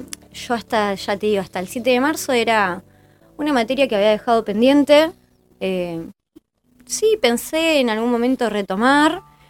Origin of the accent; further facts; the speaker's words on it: General Daniel Cerri, Buenos Aires Province, Argentina; Yo soy de Cerri, de toda la vida, desde los 3 años hasta el día de hoy. No me quiero ir.